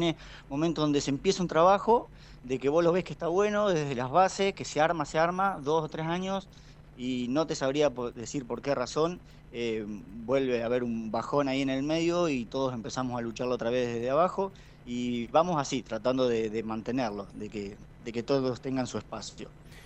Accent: Caleufú, La Pampa, Argentina; No, yo soy de La Pampa, pero soy de un pueblito del norte, de Caleufú. Tiene 2.000 habitantes.

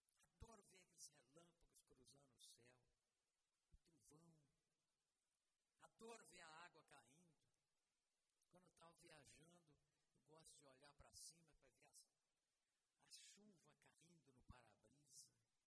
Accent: Peçanha, Minas Gerais, Brazil; E eu fiquei me lembrando dos meninos lá de Peçanha, minha terra. Peçanha é muito alto, e de lá a gente vê todo o espinhaço, ou a maioria das serras do espinhaço.

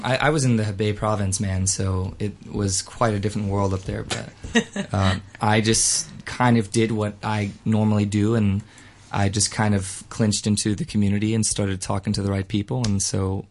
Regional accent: Texas, United States; No, yeah, I grew up in Texas. I went and worked as an actor on the film set and in theater, mostly out in the Midwest area after I graduated college.

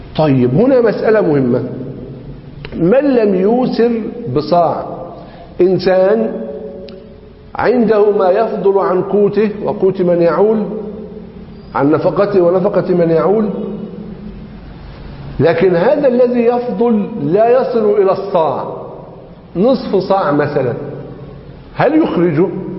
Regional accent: Egypt; عندنا في مصر ينظرون إلى قضية الأرز على أنها مقدمة في غالب محافظات مصر

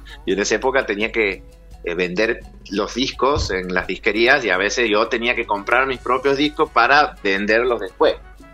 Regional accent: Santiago del Estero, Argentina; Yo soy de Santiago del Estero.

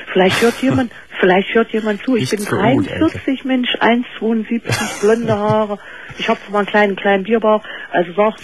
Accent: East Germany, Germany; Wir kommen aus DDR, also Ex-DDR.

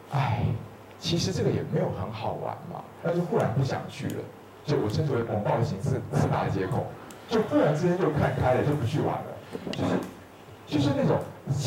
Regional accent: Taiwan; 我们台湾人最喜欢把自己导演成受害者了，因为受害者是没有责任的

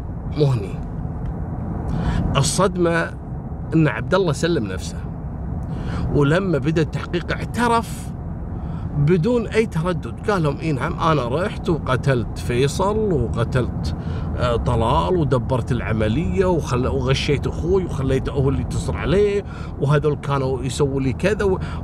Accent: Kuwait; وأنا أذكر قصة في عندنا في الكويت

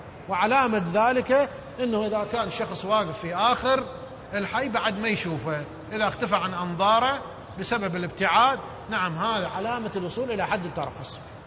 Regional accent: Iraq; يعني مثلا احنا عندنا بالعراق شخص إذا يسعى ببناء بيت بشكل تدريجي

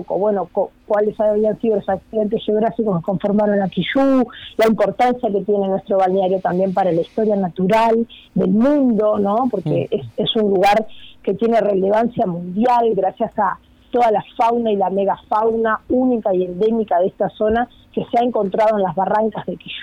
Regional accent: Puntas de Valdés, San José, Uruguay; Yo soy de Puntas de Valdés.

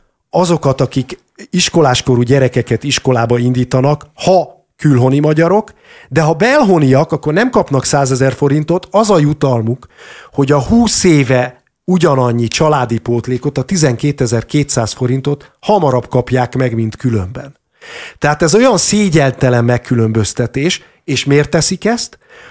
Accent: Hungary; mert ha én egyébként magyarországi magyarként kimegyek dolgozni külföldre, már a választás pillanatában hátrányban vagyok

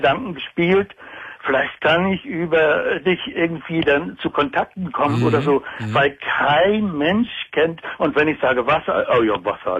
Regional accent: Baltic coast, Germany; Ich bin an der Ostsee aufgewachsen

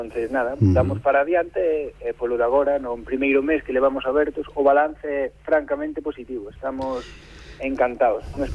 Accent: Lugo, Galicia, Spain; Non, eu son de Lugo

